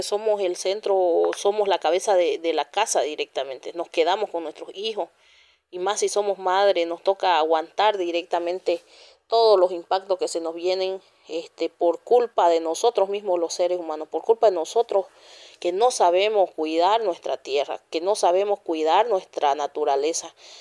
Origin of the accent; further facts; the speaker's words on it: San José de Chiquitos, Santa Cruz, Bolivia; soy presidente de la Organización de Mujeres Indígenas de la Comunidad San Juan de Chiquitos, de la TCO Turboeste, municipio de San José de Chiquitos, del departamento de Santa Cruz.